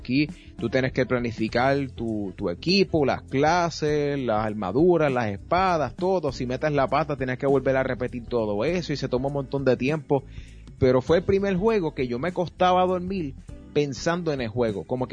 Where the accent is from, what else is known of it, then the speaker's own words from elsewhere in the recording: Bayamón, Puerto Rico; Yo soy de Bayamón, nativo de Bayamón, pero mis abuelos, que descansen en paz, eran de Utuado.